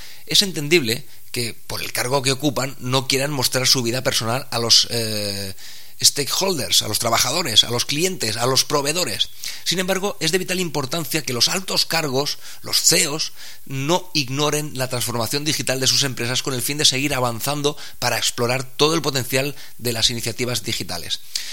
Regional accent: Spain; Los más reacios a gastar en Internet pues somos los españoles

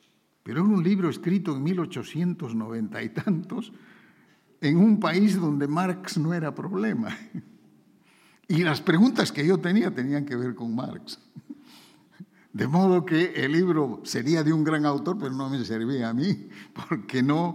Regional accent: Peru; allá en mi tierra, en el Perú

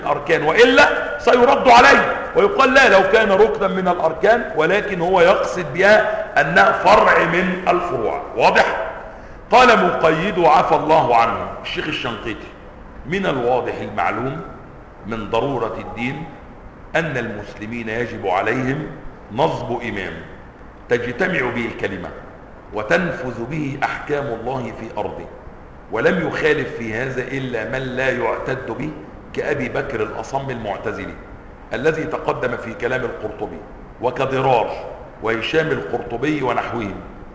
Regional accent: Egypt; اتضح لنا فيما بعد ان في قانون عندنا في مصر يعاقب المفطرين في رمضان

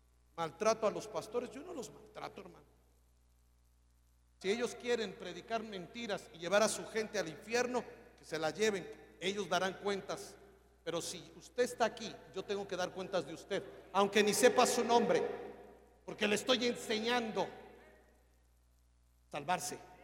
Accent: Mexico City, Mexico; born there; Soy un triste mexicano, nacido en Peralvillo, y que amo a mi tierra. Pero soy más judío que el presidente de Israel.

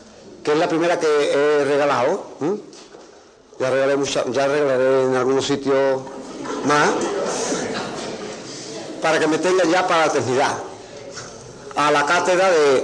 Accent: Seville, Andalusia, Spain; Aunque yo esté criado en Sevilla.

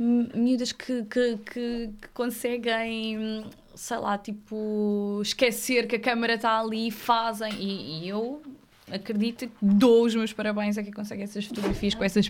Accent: Alentejo, Portugal; Ainda por cima eu sou alentejana, vai demorar um bocadinho.

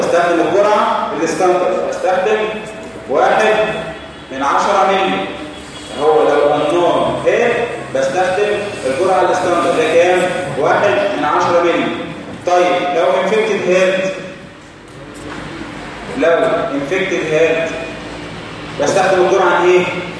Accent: Egypt; السيرفايكال تيوبركلين تيست ده اللي بنستخدمه عندنا في مصر

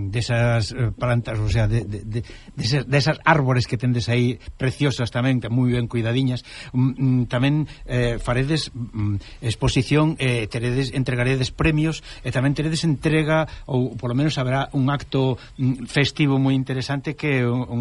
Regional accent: Cortegada, Galicia, Spain; Que lembrome de cativo ali en Cortegada de Baños, en frente de Rivadavia

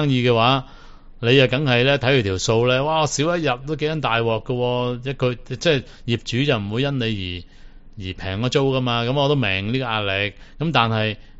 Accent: Hong Kong; 我香港人都可能會唔知㗎喎

